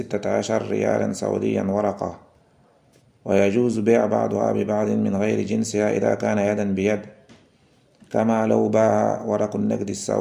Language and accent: French; Cameroon; Comme c'est le cas ici chez nous, au Cameroun